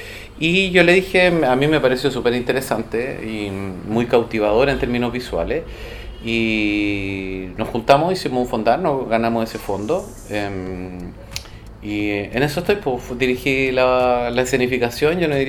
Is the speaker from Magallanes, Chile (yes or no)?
no; Santiago, Santiago Metropolitan Region, Chile; como yo vengo de Santiago, yo estoy hace 5 años acá